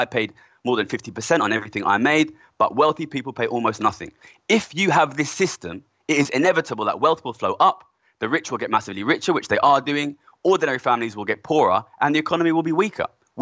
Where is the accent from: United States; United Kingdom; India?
United Kingdom; Ilford, London; I'm from Ilford, which is a border. Subject of some debate. Essex.